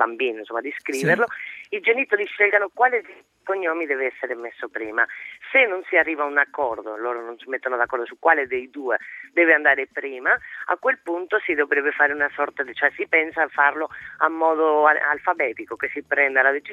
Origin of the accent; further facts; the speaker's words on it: Spain; No, prima il padre, sono una spagnola ad hoc.